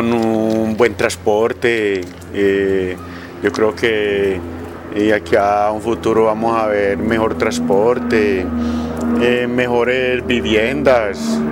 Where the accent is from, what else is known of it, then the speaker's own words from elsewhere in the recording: Andes, Antioquia, Colombia; now in Medellín, Colombia; Yo llegué del suroeste, yo soy de Andes. No conozco sino este barrio para vivir